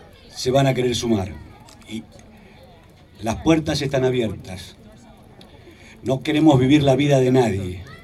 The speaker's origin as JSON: {"language": "Spanish", "town": "José León Suárez", "region": "Buenos Aires Province", "country": "Argentina", "said": "en un barrio, en mi barrio, La Carcova, en mi pueblo, José León Suárez, y de acá al mundo"}